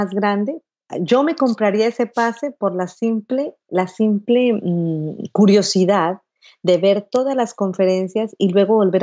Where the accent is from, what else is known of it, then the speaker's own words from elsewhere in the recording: Putumayo, Colombia; born there; lo que me enseñó mi abuelo allá en el Putumayo, en el Amazonas colombiano, que es donde yo nací.